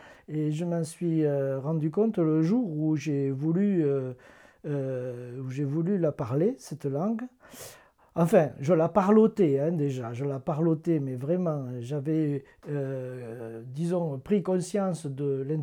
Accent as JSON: {"language": "French", "town": "Albi", "region": "Occitanie", "country": "France", "said": "je suis originaire, donc là nous sommes à Limousin, mais je suis originaire d'Albi, dans le temps, donc culturellement du Languedoc, quoi. Et moi j'ai été en contact avec la langue, avec l'occitan, lorsque j'étais enfant."}